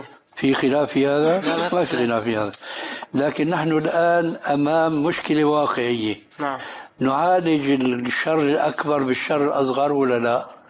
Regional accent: Syria; وعندنا في الشام بيقولوا كلمة

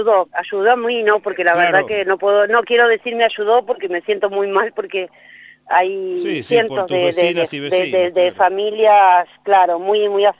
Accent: Córdoba, Argentina; also born or lived in La Pampa; yo nací en La Pampa y después me crié en Córdoba en realidad, pero siempre volví a La Pampa por mis abuelos, mis tíos, mi mamá volvió a vivir a Santa Rosa, yo vivía en el sur, hasta 2008 más o menos

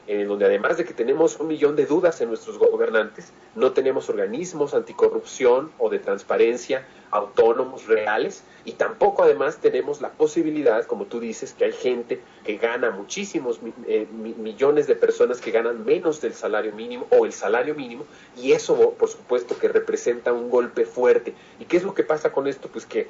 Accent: Mexico; Eso es lo que somos los mexicanos.

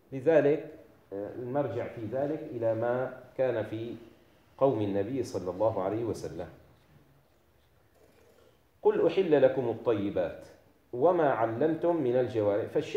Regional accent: Syria; now in Turkey; هنا في تركيا علماء تركيا يخففون فيه، عندنا في الشام علماؤنا يشددون فيه

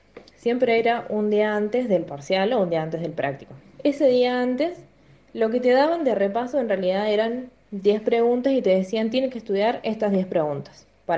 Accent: San Luis, Argentina; now in Córdoba, Argentina; Bueno, soy de San Luis, pero vivo en Córdoba.

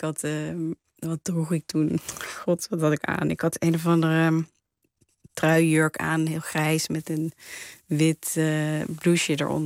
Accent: Waalwijk, North Brabant, Netherlands; also born or lived in Nijmegen; Ja, ik ben opgegroeid in Waalwijk, geboren trouwens in Nijmegen.

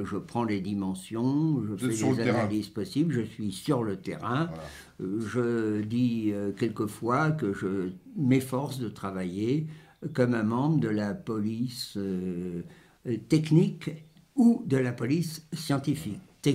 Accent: France; je suis français

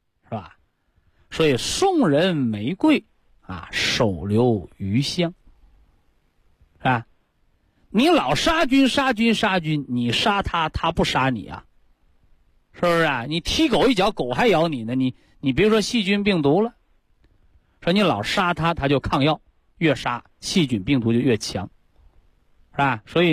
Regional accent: China; 但是我们中国人的智慧啊，啊，中国人常自省

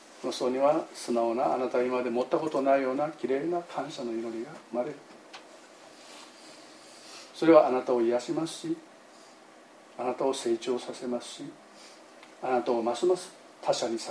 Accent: Amami Oshima, Kagoshima, Japan; 私の田舎はね、奄美大島のね、山の向こう側にある小さな集落ですがね

